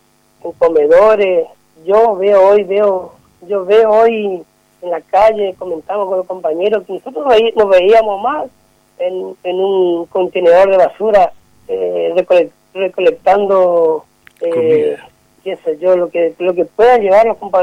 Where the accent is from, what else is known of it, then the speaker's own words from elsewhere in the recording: Argentina; Por eso nosotros, como compañeros, trabajadores, como argentinos